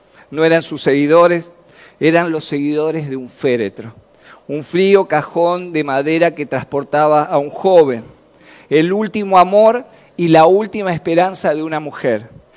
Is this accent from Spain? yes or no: no; Basail, Chaco, Argentina; cuando pensaba en este pueblo que no era tan conocido, me acordaba de mi país. Yo nací en el Chaco.